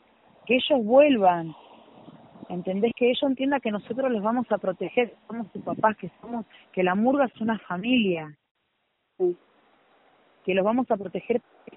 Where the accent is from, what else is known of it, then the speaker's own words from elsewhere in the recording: Buenos Aires, Argentina; Yo entiendo muy bien que nosotros no vivimos en Barrio Norte. Somos del Bajo Flores.